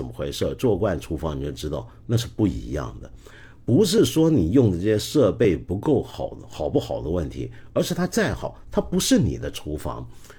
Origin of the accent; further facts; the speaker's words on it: Guangdong, China; 就拿我们广东人最很简单的一道菜